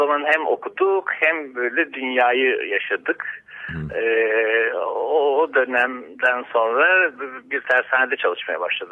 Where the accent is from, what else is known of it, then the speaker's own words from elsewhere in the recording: Safranbolu, Karabük, Turkey; biraz uzaktan Amasra'dan bağlanıyoruz sana. Batı Karadeniz'de doğdum ben ama Safranbolu'nun bir köyünde doğdum. Safranbolu'yu Safranbolu yapan ahşap ve taş ustalarının Bulak köyünde büyüdüm.